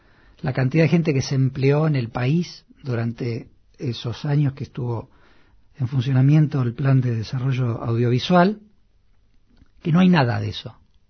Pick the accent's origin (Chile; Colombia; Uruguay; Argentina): Argentina; now in Buenos Aires, Argentina; Yo soy un actor argentino de 49 años, padre de familia, que quizás sigue teniendo las mismas o dudas más profundas que cuando se vino a vivir a Buenos Aires.